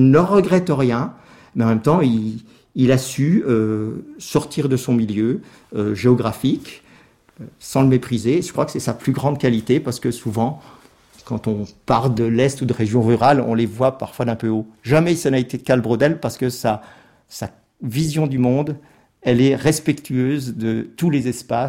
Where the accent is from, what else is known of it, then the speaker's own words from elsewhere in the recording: Bar-le-Duc, Grand Est, France; nous qui sommes dans l'Est, nous disons l'Alsace et la Moselle, puisque à Bar-le-Duc, nous sommes Lorrain, nous n'avons pas été annexés.